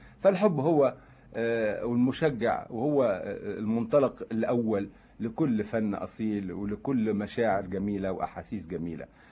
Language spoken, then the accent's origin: Arabic; Lebanon; لانه فيلم هيكون زي دعائي لبلدي لبنان الحقيقه